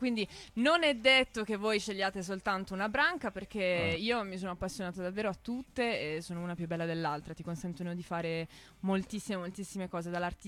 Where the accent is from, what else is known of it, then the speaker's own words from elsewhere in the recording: Bari, Apulia, Italy; Oddio, io sono di Bari.